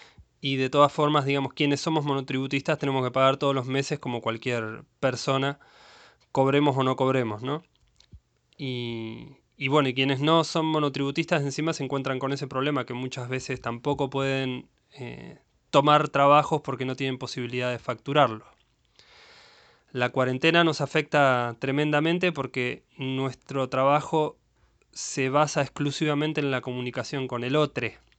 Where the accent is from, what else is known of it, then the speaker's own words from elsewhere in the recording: Mar del Plata, Buenos Aires Province, Argentina; soy músico de Mar del Plata.